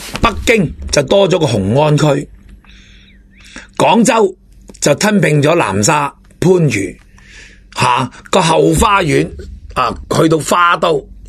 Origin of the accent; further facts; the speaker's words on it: Hong Kong; 那么不知道我们香港人有多少满意大陆那个医疗体系啦